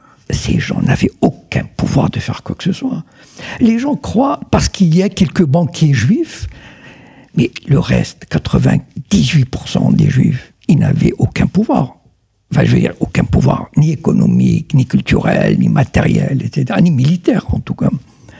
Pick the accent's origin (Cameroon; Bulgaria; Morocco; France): Morocco; D'abord, moi je viens du Maroc.